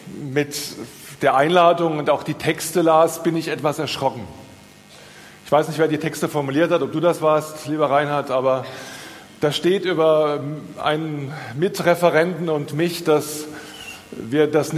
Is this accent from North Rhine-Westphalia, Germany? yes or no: no; Rhineland-Palatinate, Germany; Also ich bin Pfälzer